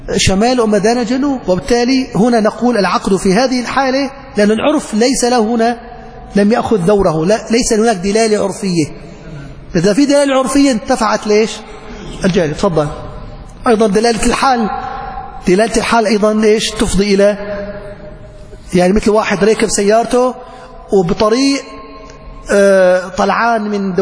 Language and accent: Arabic; Aleppo, Aleppo Governorate, Syria; في النيرب عندنا بحلب النيرب